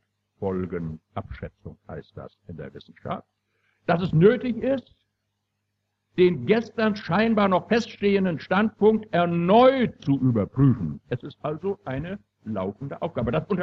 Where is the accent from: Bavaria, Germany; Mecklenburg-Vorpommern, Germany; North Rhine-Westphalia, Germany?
Mecklenburg-Vorpommern, Germany; Ich, meine Damen und Herren, stamme aus Mecklenburg und ich stamme aus Vorpommern